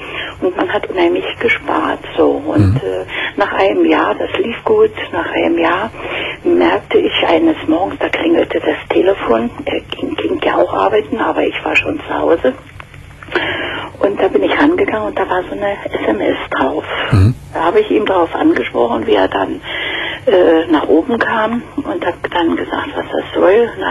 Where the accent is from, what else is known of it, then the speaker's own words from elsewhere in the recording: Berlin, Germany; ich komme aus Berlin und da sind doch immer in der Tageszeitung solche Anzeigen.